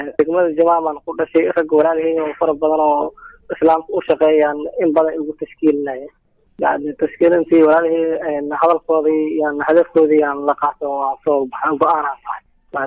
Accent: Kismayo, Lower Juba, Somalia; Waxaan ka imaaday magaalada Kismaayo

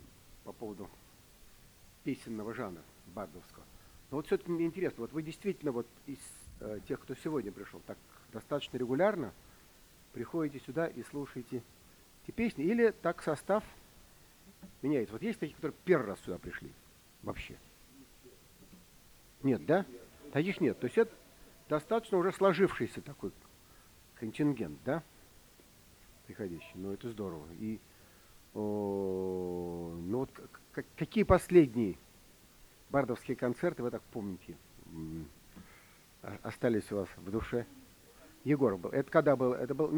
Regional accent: Moscow, Russia; По происхождению я москвич. Родился в Москве и всю жизнь мне так и до сих пор живу.

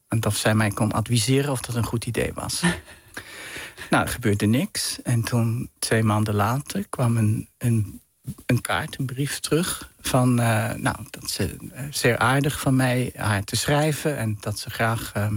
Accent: Gstaad, Bern, Switzerland; Ik ben opgegroeid in Zwitserland in een bergdorp. Een beetje een mondain dorp, Gstaad.

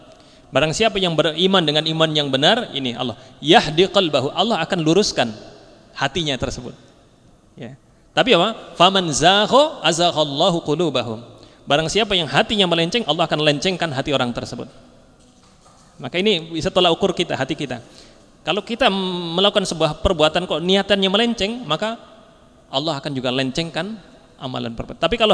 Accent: Java, Indonesia; karena kita kan orang Jawa kan ya lebih kepada perasaan ewuh pekewuh itu ya

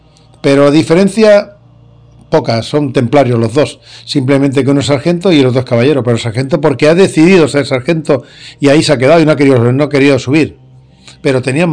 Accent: Barcelona, Catalonia, Spain; Pero soy barcelonés. Nací en Barcelona en el año 1962. Y defiendo Cataluña.

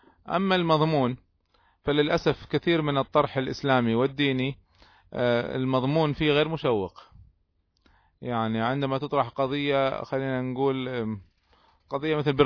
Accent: Kuwait; وبعضهم كانوا في جهات حكومية عندنا في الكويت وبعضهم كانوا في جهات شعبية

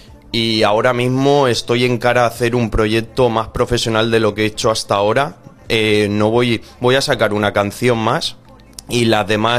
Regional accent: Spain; les ha motivado más que yo fuera un español el que cantara

